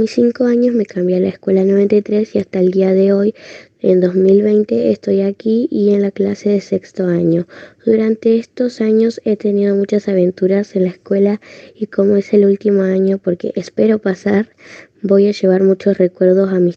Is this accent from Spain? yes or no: no; Paysandú, Uruguay; also born or lived in Argentina; Nací en Uruguay el día 5 de noviembre de 2008. Viví los primeros 3 años de mi vida en Argentina con mi madre y mis abuelos. Para mis 4 años ya vivía aquí en Paysandú